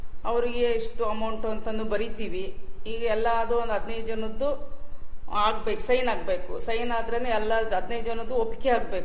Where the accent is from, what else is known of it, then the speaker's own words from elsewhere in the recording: Bhadravati, Karnataka, India; ನಮ್ಮದು ಇದೇ ಊರೇ, ಹುಟ್ಟಿ ಬೆಳೆದಿದ್ದೆಲ್ಲ ಇದೇ ಊರಲ್ಲೇ. ಮದುವೆ ಮಾಡಿಕೊಟ್ಟಿದ್ದು ಚಿಕ್ಕಲ್ಲಲ್ಲಿ, ಈಗ ಗಂಡನ ಮನೆ ಈಗ ಇಲ್ಲ, ತಾಯಿ ಮನೆಗೆ ಮನೆ ಕೊಟ್ಟಿದ್ದಾರೆ, ಇಲ್ಲೇ ಮನೆ ಮಾಡ್ಕೊಂಡು ಇಲ್ಲೇ ಕೆಲಸ ಮಾಡ್ಕೊಂಡಿದ್ದೀನಿ.